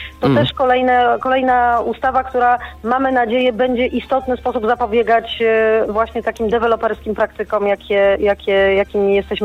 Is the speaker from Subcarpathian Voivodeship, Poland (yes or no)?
no; Kraków, Lesser Poland, Poland; ja jestem z Krakowa, więc ten problem smogu to rzeczywiście jest coś, co jest mi bardzo, bardzo, niestety bardzo bliskie.